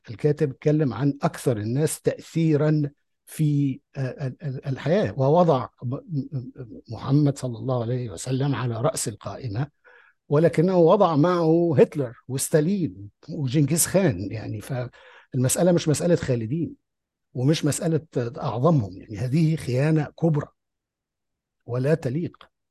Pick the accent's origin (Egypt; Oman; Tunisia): Egypt; أنا إنسان مصري عربي لي آرائي واقتناعاتي